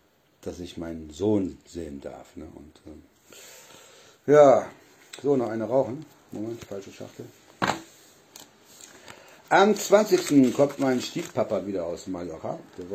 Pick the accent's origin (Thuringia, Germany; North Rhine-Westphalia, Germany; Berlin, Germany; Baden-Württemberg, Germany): North Rhine-Westphalia, Germany; Solingen; ich komme ja aus Nordrhein-Westfalen, aus Solingen. Und früher, wo ich noch in Solingen war